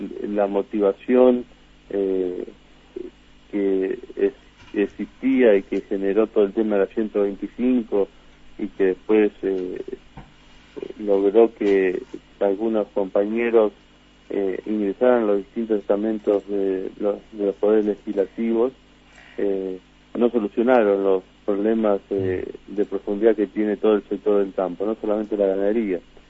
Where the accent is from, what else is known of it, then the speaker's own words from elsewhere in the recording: Mercedes, Buenos Aires Province, Argentina; also born or lived in Córdoba; Yo soy de Mercedes, digamos, vivo hace muchísimos años en Mercedes, pero soy nacido en Córdoba.